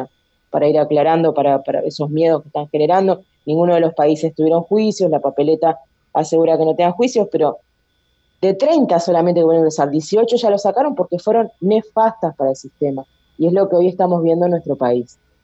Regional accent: Uruguay; como todo uruguayo sabemos que en los últimos 2 meses es cuando van a aparecer todas las firmas

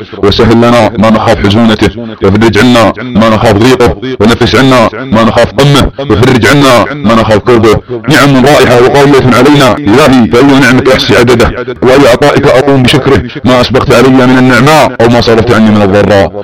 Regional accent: Saudi Arabia; بلادنا السعودية وحكامنا آل سعود

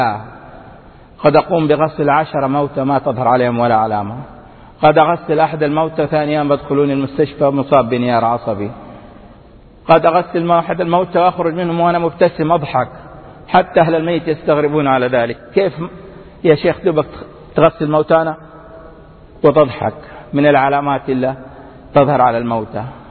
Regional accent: Mecca, Makkah Province, Saudi Arabia; born there; من مواليد مكة المكرمة، أعمل كما ذكرت في دائرة حكومية

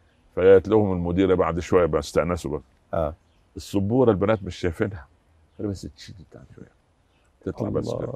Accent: Upper Egypt, Egypt; جيت من الصعيد ولما نزلت مصر

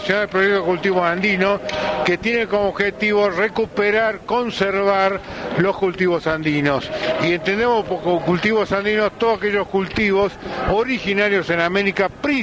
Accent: Tucumán, Argentina; Yo, si bien soy tucumano, algunos me podrán decir que soy indígena o no, pero soy tucumano.

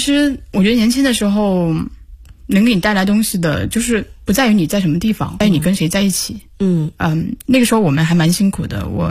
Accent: South China, China; 因为我是一直希望回南方的，我是南方人嘛，所以是奔着回南方去的

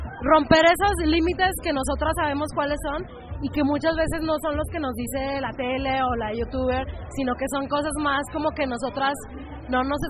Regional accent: Monterrey, Nuevo León, Mexico; porque yo soy de Monterrey, entonces allá se usa mucho

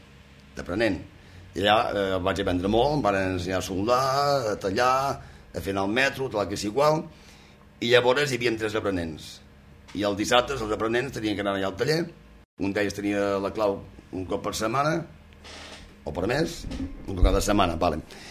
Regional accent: Girona, Catalonia, Spain; also born or lived in Colera; vaig ser batejat a la catedral de Girona i la meva infantesa va transcorrer entre Colera i Girona. Ja fins quan vaig ser més grandet que ja ens van quedar a Girona.

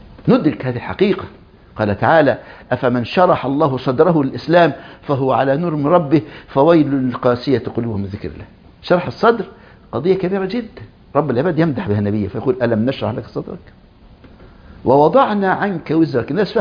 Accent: Egypt; بل كان عندنا في مصر

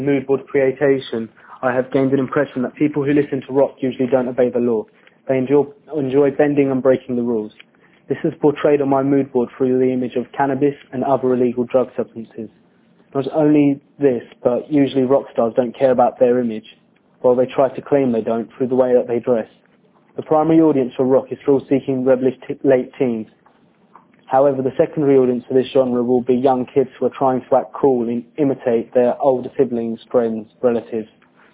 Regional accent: United Kingdom; He is just like me and many other boys who are born and bred in Britain but still understand the Pakistani language

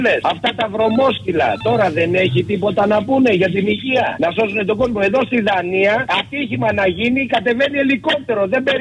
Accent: Samos, North Aegean, Greece; Κατάγομαι από τη Σάμο.

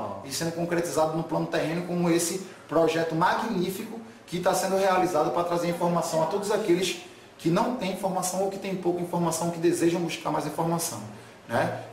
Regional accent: Recife, Pernambuco, Brazil; Nascido e criado, 36 anos, e nascido e criado aqui em Recife, né? Nessa parte do Nordeste brasileiro

